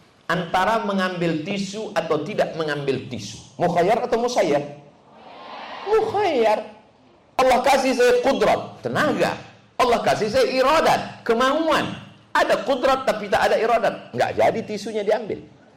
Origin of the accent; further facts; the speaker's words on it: Sumatra, Indonesia; born there; Saya lahir di Sumatera sebagai orang Melayu tahun 77.